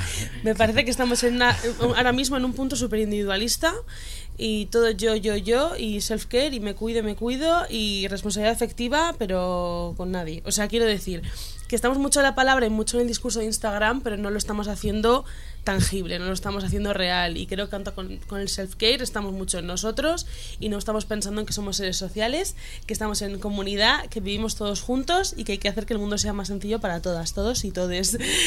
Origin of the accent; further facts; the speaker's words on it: Basque Country, Spain; soy muy vasca y soy muy hater